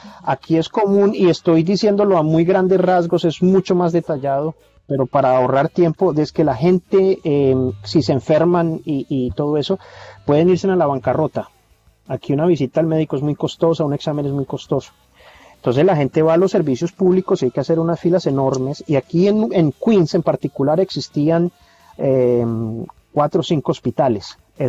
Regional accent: Colombia; now in United States; yo ahora tengo documentos y soy doble ciudadano, soy colombiano y estadounidense, pero viví 14 años como indocumentado.

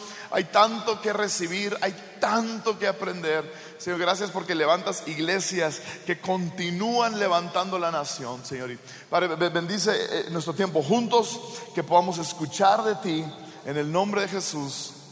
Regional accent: Sonora, Mexico; Y yo crecí en México. A mí me corre machaca por las venas, ¿verdad? Yo soy sonorense y mi esposa es de Sonora.

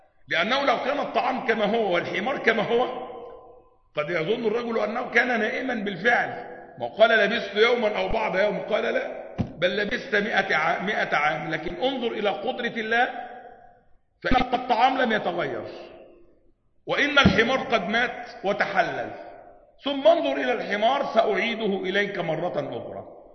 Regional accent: Upper Egypt, Egypt; وده اللي بيحدث عندنا في الصعيد وغيره

